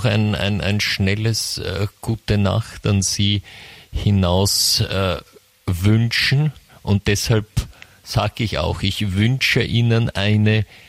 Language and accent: German; Vienna, Austria; aber die Antwort von Georg Klonei hat mich baff, wie man bei uns in Wien sagt, gemacht.